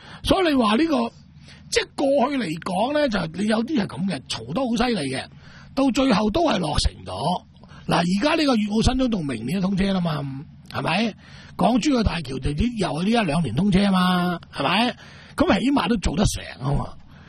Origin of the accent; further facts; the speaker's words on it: Macau; 不如我鼓励我哋澳门人或者中国人去单买。